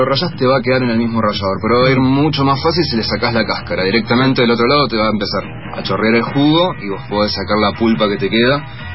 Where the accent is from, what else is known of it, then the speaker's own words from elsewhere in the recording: Río Negro, Argentina; soy del Alto Valle de Río Negro y Neuquén